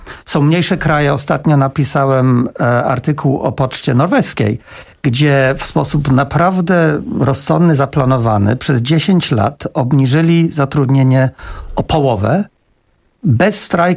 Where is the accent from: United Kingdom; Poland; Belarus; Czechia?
United Kingdom; England; Znaczy, akurat wywodzę się z Anglii